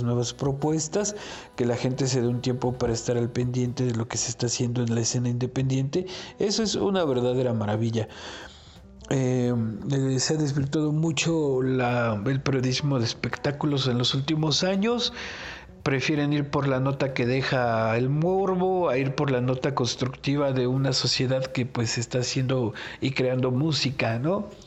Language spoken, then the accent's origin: Spanish; Cepecho, Hidalgo, Mexico; de Cepecho, Hidalgo, México, para todo el mundo.